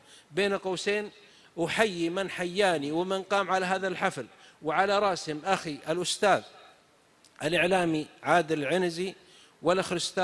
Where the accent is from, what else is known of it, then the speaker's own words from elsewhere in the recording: south, Saudi Arabia; نكته عندنا من السعوديه من الجنوب، واحد من جماعتنا من قبيلتنا طبعا اختلف مع اهل قريتي